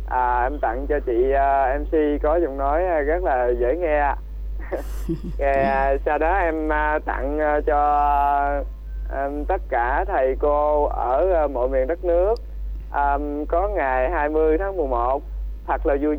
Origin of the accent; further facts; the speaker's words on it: An Giang, Vietnam; em đến từ An Giang ạ chị ơi.